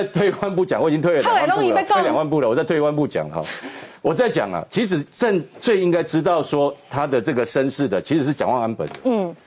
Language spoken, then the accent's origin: Chinese; Taiwan; 我们台湾人很重视这个先人的拜拜或怎么样